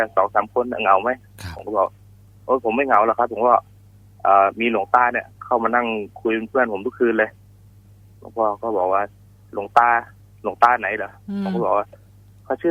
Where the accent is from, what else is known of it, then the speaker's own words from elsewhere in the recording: Trat, Thailand; คือตอนที่อยู่จังหวัดตราดเนี่ยครอบครัวผมค่อนข้างจะยากจนนะครับ